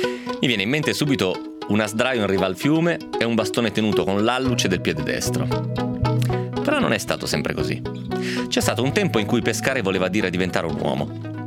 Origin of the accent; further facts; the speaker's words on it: Romentino, Piedmont, Italy; La verità era però che per pescare intorno a Romentino, intorno al mio paese, non si poteva fare altro che andare alla cava.